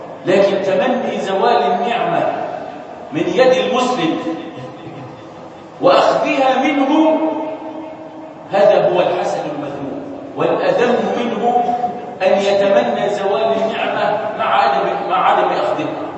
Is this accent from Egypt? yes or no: yes; Egypt; أصلح هذا بلدنا مصر وسائر بلاد